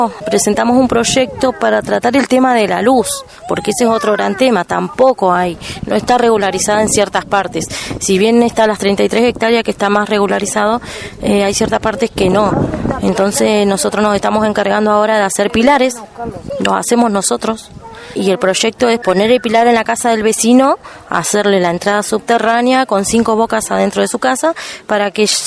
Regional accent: Balsa Las Perlas, Río Negro, Argentina; vengo de Balsa Las Perlas. Estamos a dos puentes de Cipolletti

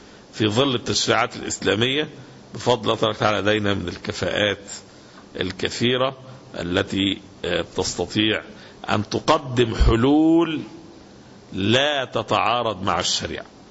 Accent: Egypt; مشكلة البطالة احنا عندنا في مصر مشكلة عويصة جدا

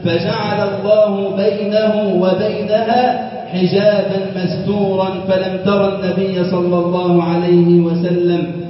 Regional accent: Egypt; اللهم اجعل بلدنا مصر أمنا أمانا

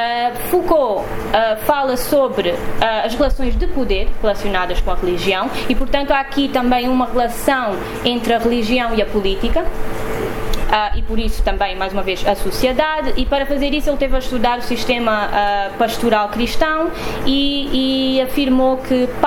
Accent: Luanda, Angola; crescendo em Luanda, acho que sempre foi um pouco difícil ficar indiferente à presença da religião na cidade. Apesar de eu não ser uma pessoa religiosa, de não estar associada a nenhuma religião

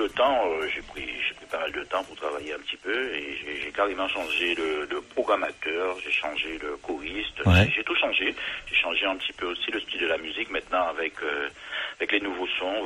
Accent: French West Indies, France; comme je suis des Antilles, j'essaie de défendre un petit peu...

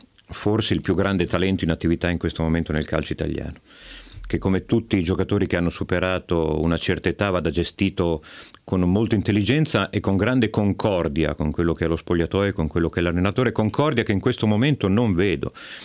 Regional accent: Emilia-Romagna, Italy; io romagnolo.

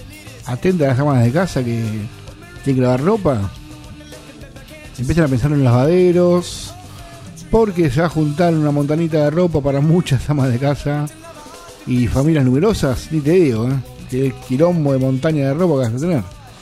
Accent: Bernal, Buenos Aires Province, Argentina; Yo soy de Bernal.

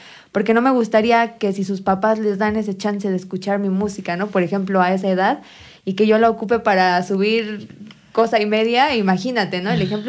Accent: Amecameca, State of Mexico, Mexico; Pues yo crecí aquí en Amecameca, pero uh-huh, igual ahí con su pueblito vecino Zumba, por ahí anduvimos un buen ratito.

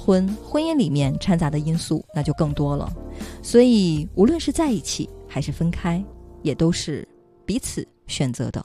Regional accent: Northeast China, China; 或者说像我一样是一个东北长大的孩子，那么对于冬天对于冰雪的记忆一定会特别特别的深刻

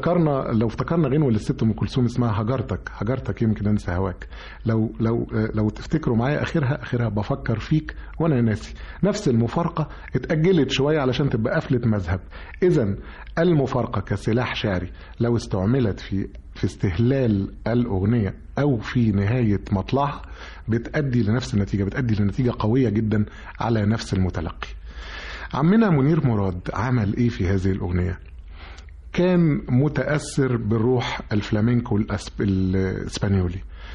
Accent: Egypt; انا مصري زيك وبحب بلدي جدا ومنتملها جدا

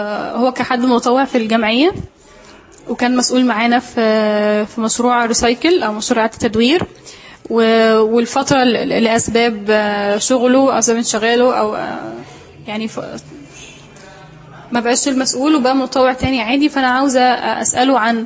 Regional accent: Sohag, Sohag Governorate, Egypt; فأنا سعودية من سوهاج فشيء طبيعي ان يكون دماغي نشفة

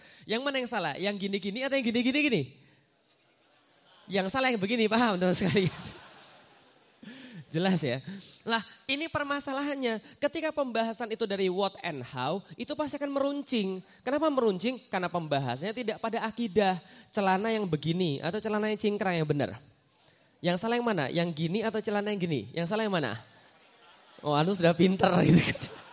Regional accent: Palembang, South Sumatra, Indonesia; born there; now in Jakarta, Indonesia; saya lahir di Palembang. Saya seorang Chinese keturunan. Saya juga sekarang tinggal di Jakarta.

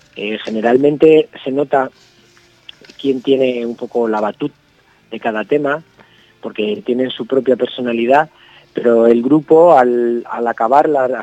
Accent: Toledo, Castilla-La Mancha, Spain; somos de Toledo

